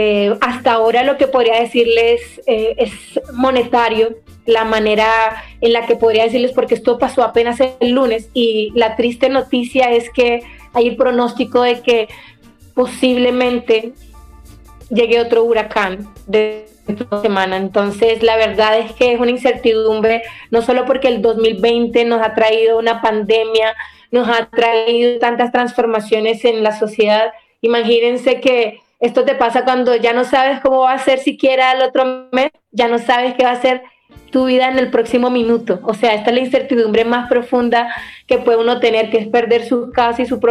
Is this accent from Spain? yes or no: no; Colombia; quiero contarles que somos de Colombia, pero parte de nuestro territorio ancestral pertenece a Nicaragua